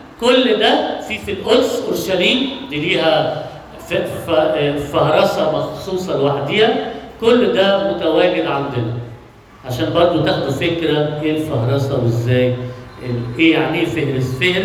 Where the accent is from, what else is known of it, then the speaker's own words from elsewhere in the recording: Alexandria, Alexandria Governorate, Egypt; عندنا في اسكندرية من ضمن الحاجات المشهورة بيها المواني